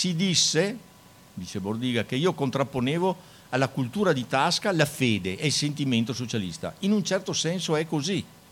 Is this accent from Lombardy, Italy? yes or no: no; Schio, Veneto, Italy; un compagno di Schio, da cui io vengo, cittadina del Veneto da cui io vengo.